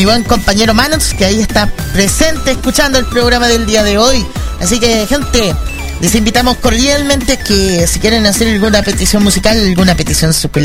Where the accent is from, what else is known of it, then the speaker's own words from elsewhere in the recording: Chile; Uy, Dios, lástima que yo soy de Chile, pero igual ahí con respeto interno.